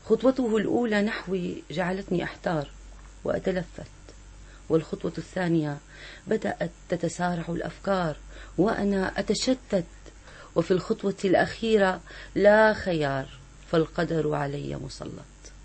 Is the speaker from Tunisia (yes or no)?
no; Homs, Homs Governorate, Syria; وموجود عندنا بحمص